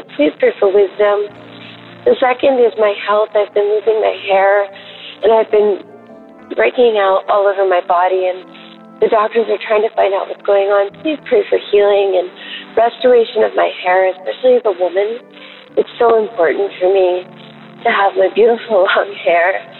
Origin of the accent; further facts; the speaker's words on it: Los Angeles, California, United States; I'm from Los Angeles.